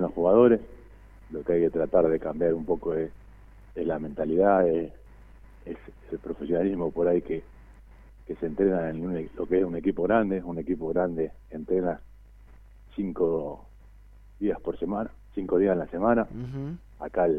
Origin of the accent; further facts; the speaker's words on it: Rosario, Santa Fe, Argentina; yo vengo de Rosario